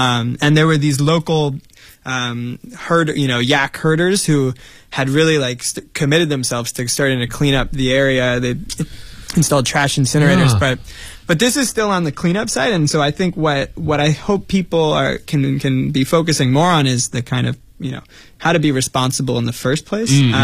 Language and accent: English; United States; born or raised there